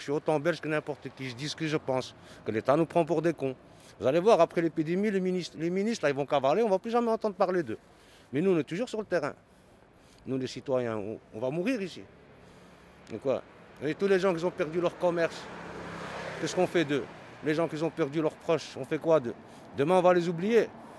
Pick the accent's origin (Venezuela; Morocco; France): Morocco; now in Belgium; Chez nous, au Maroc, ils le font. Hein. Pourtant, on est pauvres, hein, mais bon.